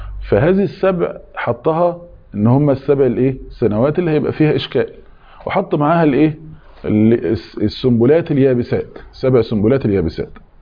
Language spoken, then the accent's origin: Arabic; Egypt; مشتهر عندنا احنا مثلا كمصري تقول له حضرتك كذا ولو سمحت